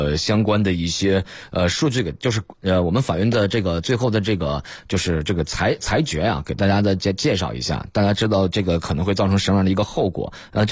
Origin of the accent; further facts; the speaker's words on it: Northeast China, China; 我老家东北人